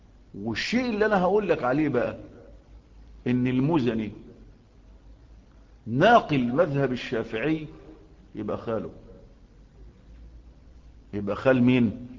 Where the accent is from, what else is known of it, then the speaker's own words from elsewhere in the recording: Egypt; لأن القانون عندنا في مصر بيلم يعني الزبالات